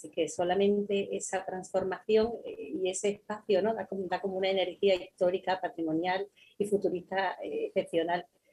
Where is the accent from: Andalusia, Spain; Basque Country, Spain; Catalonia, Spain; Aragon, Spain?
Andalusia, Spain; Chiclana de la Frontera; Hoy estoy en Chiclana, ¿eh? Estoy como en el cuartel general. Es de donde soy y hoy me encuentro en casa, en Chiclana, en casa.